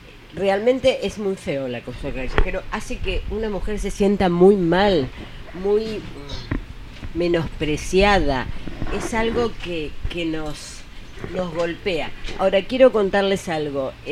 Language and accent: Spanish; southern Argentina, Argentina; un frío tremendo, yo soy del sur de Argentina, un frío tremendo, espantoso